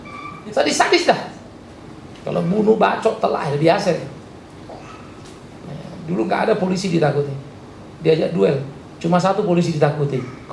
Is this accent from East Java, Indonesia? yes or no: no; Pematangsiantar, North Sumatra, Indonesia; Saya orang Siantar, saudara.